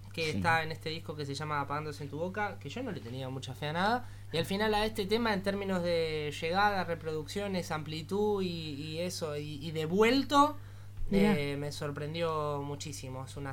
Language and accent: Spanish; Avellaneda, Buenos Aires Province, Argentina; now in Lanús, Argentina; Ahora vivo en Lanús, soy de Avellaneda, pero vivo